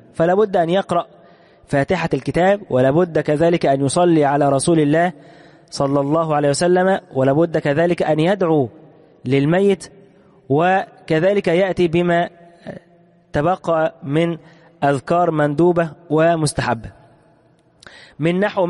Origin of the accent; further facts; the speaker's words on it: Egypt; خصوصا عندنا في مصر هنا